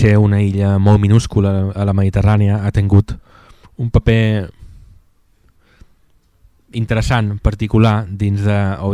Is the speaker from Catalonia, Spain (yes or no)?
no; Ibiza, Balearic Islands, Spain; now in Formentera, Spain; sóc eivissenc, visc a Formentera